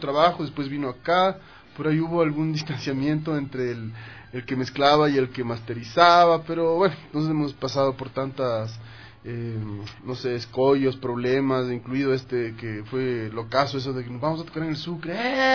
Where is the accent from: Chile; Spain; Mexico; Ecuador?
Ecuador; Quito, Pichincha; como siempre dije, como quiteños, pucha, es un sueño tocar en ese teatro.